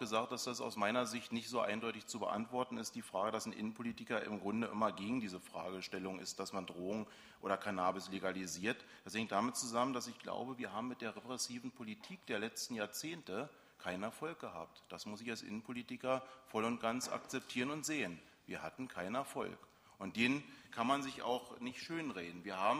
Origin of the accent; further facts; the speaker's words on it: Berlin, Germany; ich komme aus Reinickendorf geografisch